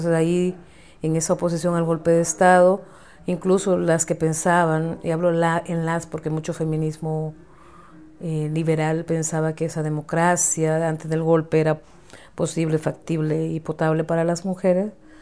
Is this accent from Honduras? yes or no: yes; Honduras; born there; vivo en Honduras y nací ahí.